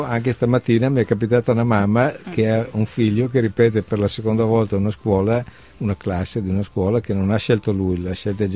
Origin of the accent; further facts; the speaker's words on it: Trentino-Alto Adige, Italy; Sono contento perché sono trentino.